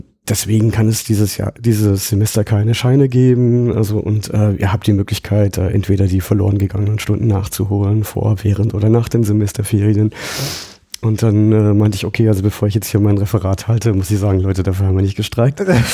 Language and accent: German; Baden-Württemberg, Germany; Ich komme ja aus dem Schwarzwald und landschaftlich ist das sehr schön, aber menschlich ist das unheimlich öd. Also gerade die Gegend, wo ich herkomme, die ist geprägt vom evangelischen Pietismus.